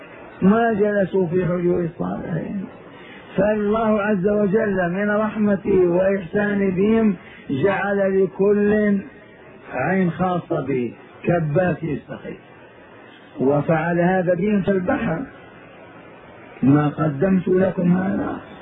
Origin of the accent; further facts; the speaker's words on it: Hejaz, Saudi Arabia; قبيلة حرب عندنا في الحجاز